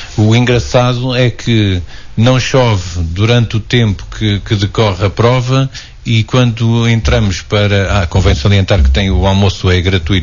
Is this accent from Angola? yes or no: no; Portugal; como bons portugueses, vamos deixar tudo para quinta-feira